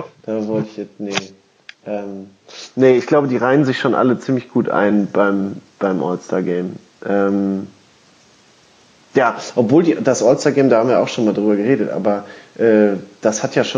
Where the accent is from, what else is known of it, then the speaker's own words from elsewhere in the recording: Duisburg, North Rhine-Westphalia, Germany; born there; Ich bin übrigens in Duisburg geboren